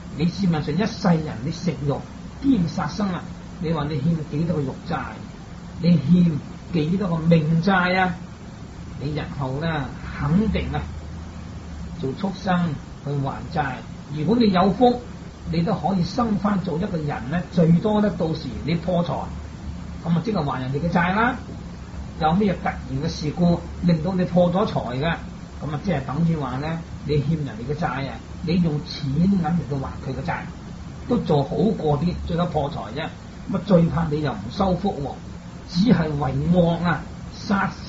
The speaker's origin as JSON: {"language": "Cantonese", "region": "Guangdong", "country": "China", "said": "相反我們廣東人又是近海這些鄉村，個個都吃海鮮吃魚吃肉"}